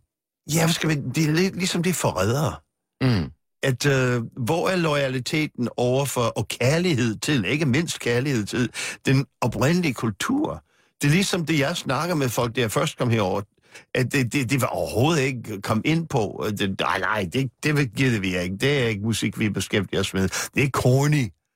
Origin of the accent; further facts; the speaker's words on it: Manhattan, New York, United States; Danish is a second language; now in Copenhagen, Denmark; fordi jeg kommer fra Manhattan, jeg er født og vokset op på Manhattan.